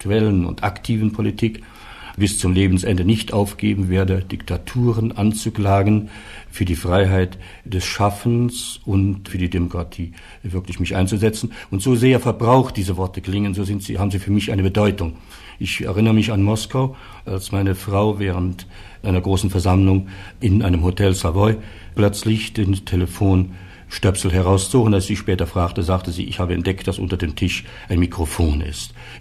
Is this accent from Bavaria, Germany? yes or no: no; Saarland, Germany; Ich bin Saarländer und habe von dieser Gegend, die immer der Streitball zwischen zwei großen Ländern war, doch ein sehr wesentliches mitbekommen